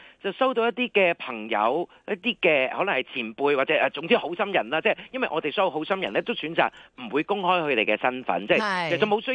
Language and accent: Cantonese; Hong Kong; 我哋香港人最錫嘅就係我哋自己啊嘛，